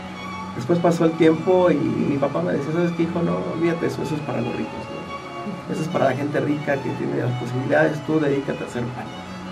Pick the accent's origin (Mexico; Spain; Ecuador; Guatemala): Mexico; Jiutepec, Morelos; yo soy de aquí de Jutepec